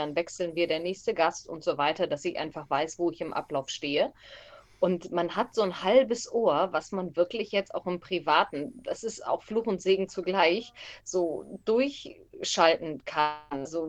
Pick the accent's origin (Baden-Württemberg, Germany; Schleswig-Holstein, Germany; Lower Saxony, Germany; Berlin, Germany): Lower Saxony, Germany; Stade; Ich bin ja auch aus dem Hamburger Land. Ich bin ja ein Stader Kind. Und bin in Hamburg dann zu meiner Ausbildung bei Schwarzkopf TV gewesen